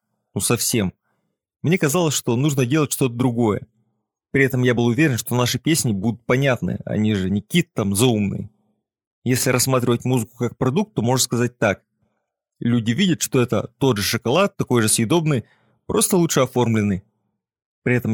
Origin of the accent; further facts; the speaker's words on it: Novosibirsk, Novosibirsk Oblast, Russia; Я из Новосибирска. Это там, где иногда бывает холодно. И там я начал заниматься музыкой.